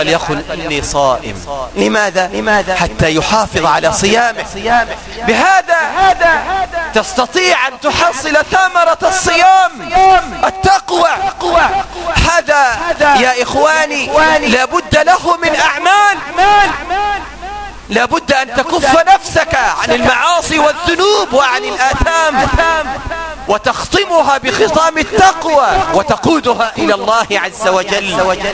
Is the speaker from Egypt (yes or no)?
yes; Egypt; واحقن دماء المسلمين في بلدنا مصر